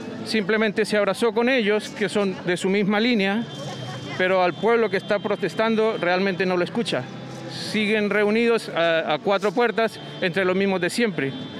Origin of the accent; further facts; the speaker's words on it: Colombia; now in Concepción, Chile; Soy colombiano y en este momento nos estamos manifestando con este pequeño plantón